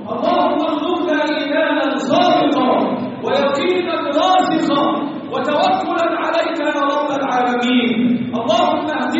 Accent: Egypt; اللهم احفظ بلدنا مصر وسائر بلاد المسلمين

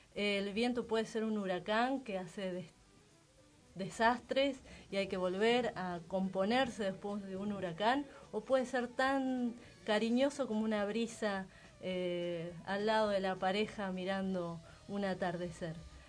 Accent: Río Negro, Argentina; yo soy patagónica, soy de Río Negro, o sea que el viento ha sido parte de mi vida en un modo muy intenso.

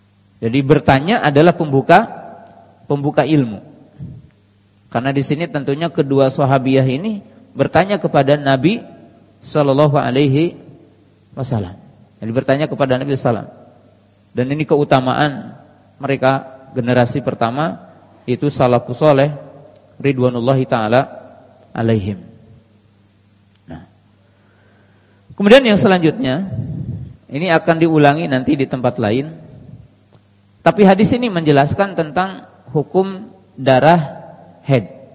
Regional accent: West Java, Indonesia; atau dalam bahasa kita orang Jawa Barat dikerik dengan menggunakan benda.

